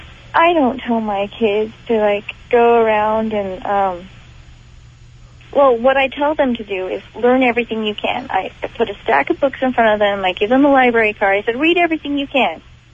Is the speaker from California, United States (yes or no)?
yes; California, United States; I grew up in Santa Cruz County. My dad was a surfer. I grew up on the beach.